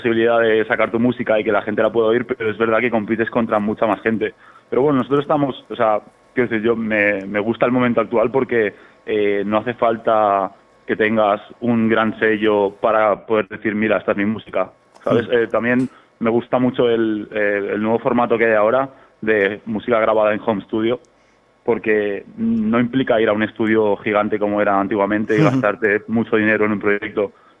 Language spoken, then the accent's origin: Spanish; Spain; Está claro que, pues que somos españoles y que primero tendremos que pelear por aquí